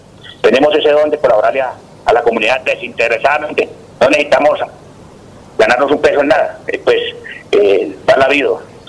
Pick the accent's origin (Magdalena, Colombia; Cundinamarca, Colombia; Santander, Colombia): Cundinamarca, Colombia; Fosca; also born or lived in Cáqueza; Soy ganadero, hábleme de campo. Yo fui criado en el campo, nací en Caquesa, pero fui criado al lado de allá en Novillero, en el municipio de Fosca.